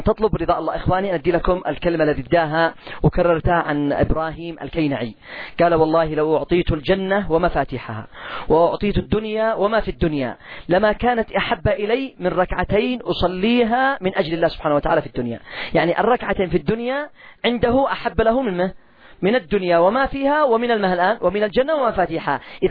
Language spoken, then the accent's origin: Arabic; Yemen; سعر الدقيق والقمح عندنا في اليمن ما تقلش عن 300 ريال